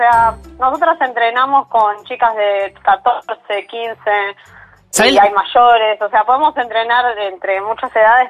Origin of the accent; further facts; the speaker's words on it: Argentina; la mayoría somos argentinas